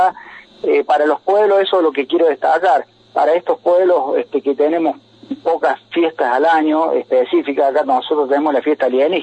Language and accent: Spanish; Capilla del Monte, Córdoba, Argentina; la gente de mi pueblo acá en Capilla del Monte me puede ver